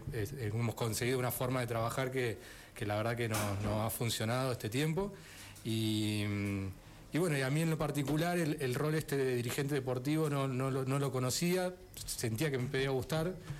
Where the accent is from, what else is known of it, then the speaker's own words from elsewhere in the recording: Merlo, Buenos Aires Province, Argentina; born there; Yo soy nacido en Merlo. Siempre digo que nací a una cuadra y media del club